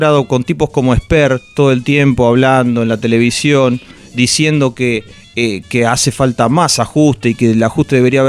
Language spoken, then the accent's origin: Spanish; Nueve de Julio, Buenos Aires Province, Argentina; De 9 de julio, provincia de Buenos Aires.